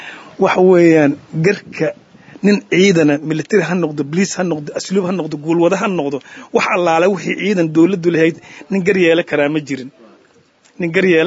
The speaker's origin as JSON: {"language": "Somali", "region": "Hiran", "country": "Somalia", "tie": "born there", "said": "aniga waxaan ku dhashay Hiiraa"}